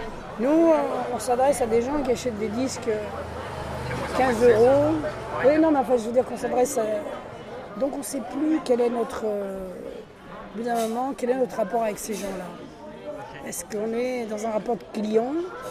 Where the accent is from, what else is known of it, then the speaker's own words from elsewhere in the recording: Spain; Je suis un espagnol.